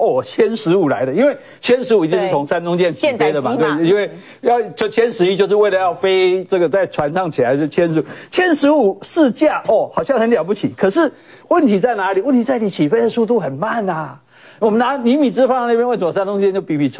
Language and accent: Chinese; Kaohsiung, Taiwan; 我们高雄人有人从琉球出海出去看飞弹